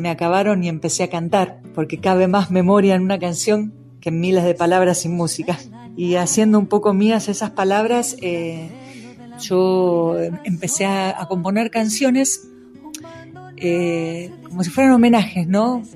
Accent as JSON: {"language": "Spanish", "town": "Hurlingham", "region": "Buenos Aires Province", "country": "Argentina", "tie": "born or raised there", "said": "ahora actualmente vivo acá, pero yo soy paisana de Hurlingham, así que viví casi toda mi vida allá, estoy en Buenos Aires, y desde hace 4 añitos más o menos que estoy viviendo acá, en este hermoso lugar, en este hermoso valle"}